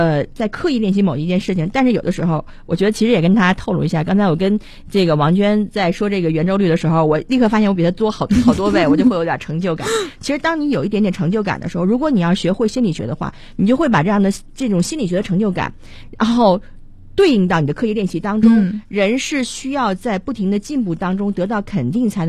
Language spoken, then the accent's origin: Chinese; Beijing, China; 我们普通人或者我们北京人老说阳历年过了